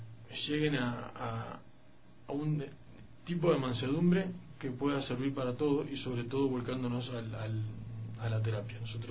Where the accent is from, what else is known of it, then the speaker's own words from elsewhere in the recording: Uruguay; soy uruguayo. Estoy acá en Ecuador dando un poco de lo que son talleres y conocimientos.